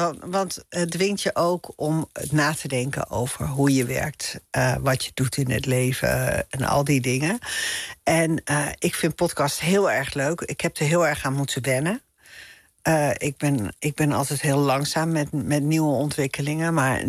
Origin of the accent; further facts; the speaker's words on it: Amsterdam, North Holland, Netherlands; ik vind het wel moeilijk voor te stellen dat ik weer terug ga naar de stad Amsterdam, waar ik vandaan kom. Ik kan me wel voorstellen dat ik uiteindelijk ook weer een iets bebouwdere omgeving zoek dan dat hele kleine dorpje waar ik nu ben.